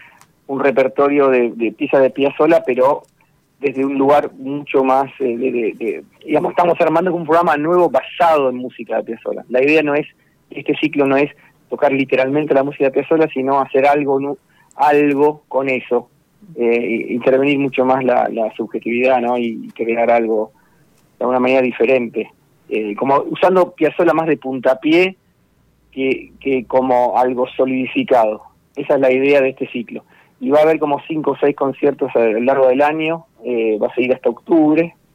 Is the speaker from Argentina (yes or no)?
yes; Mar del Plata, Buenos Aires Province, Argentina; moved away; also born or lived in Frankfurt; Yo soy acá de Mar del, pero me fui mucho tiempo afuera. Estuve trabajando en un ensamble de música contemporánea que está basado en Frankfurt, en Alemania, llamado el Ensamble Modern, muy buen grupo. Y estuve 15 años